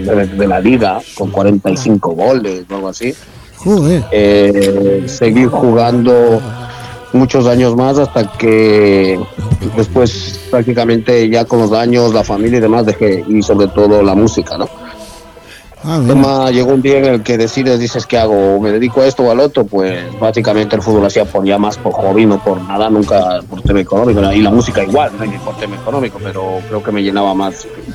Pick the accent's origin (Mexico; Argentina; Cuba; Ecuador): Ecuador; now in Spain; yo cuando era chaval y vivía en Ecuador, pues jugué en el Deportivo Cuenca en los infantiles.